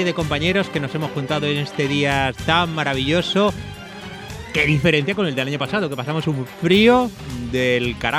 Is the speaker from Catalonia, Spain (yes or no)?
no; Madrid, Community of Madrid, Spain; also born or lived in Cuenca / Guadalajara; now in Toledo, Spain; inmigrante interior, pero bueno, vengo de Madrid, Cuenca, Guadalajara, y llegar a Toledo pues es también una inmigración.